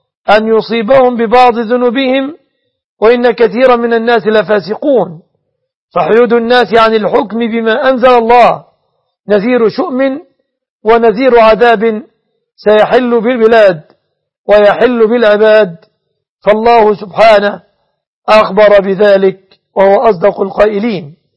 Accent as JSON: {"language": "Arabic", "country": "Egypt", "said": "أسأل الله أن يحفظ بلادنا مصر آمنة مطمئنة"}